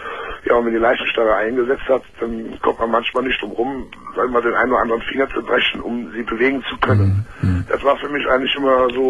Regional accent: Cologne, North Rhine-Westphalia, Germany; Also ich komme aus Köln, kann mir ruhig sagen.

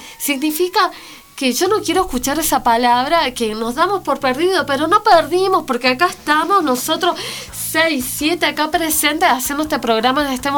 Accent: Chile; siendo chilena, ¿no? Uh-huh. Siendo acusada de tantas barbaridades que yo como pueblo no tengo nada que ver. ¿Me entiendes? Siendo hijo de Correntina, ¿no? Criándome sabiendo que las Malvinas fueron, son y serán argentinas.

